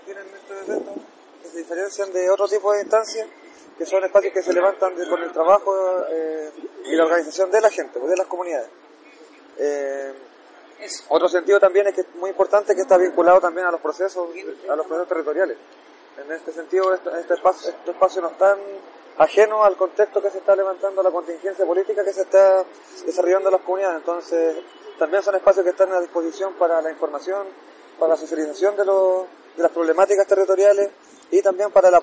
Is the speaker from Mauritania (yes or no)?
no; Araucanía, Chile; yo soy del sector de Rapa Maquehue